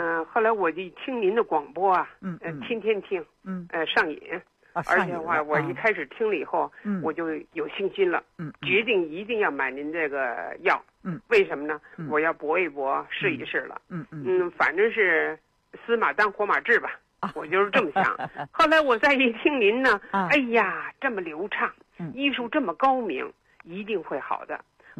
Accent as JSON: {"language": "Chinese", "region": "Beijing", "country": "China", "said": "我是北京人"}